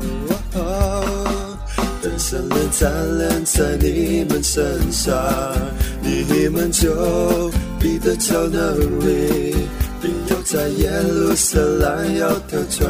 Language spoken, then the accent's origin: Chinese; Hong Kong; Chinese is a second language; 我是从香港过来，我今年应该毕业了。